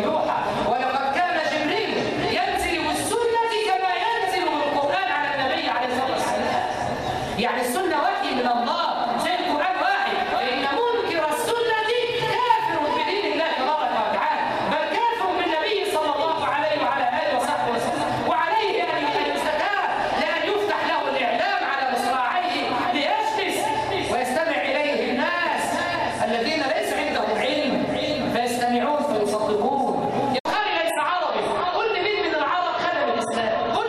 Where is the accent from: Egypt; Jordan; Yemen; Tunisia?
Egypt; اللهم اجعل بلدنا مصر وبلاد المسلمين سخاء رخاء